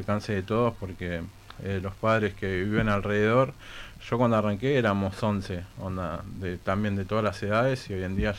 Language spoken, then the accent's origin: Spanish; Buenos Aires, Argentina; Yo me crié acá en La Boca